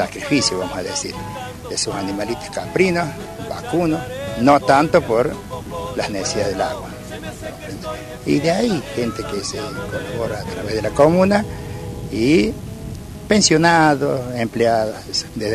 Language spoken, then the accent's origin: Spanish; Córdoba, Argentina; Entramos por, vamos por la ruta 38 hacia La Rioja, entramos por ruta que va a San Juan, la 77, y llega a mi pueblito, es un kilómetro de los límites con La Rioja.